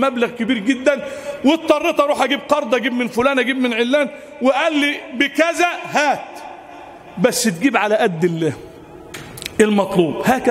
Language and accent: Arabic; Egypt; اللهم اجعل بلدنا مصر أمنا أمانا سخاء رخاء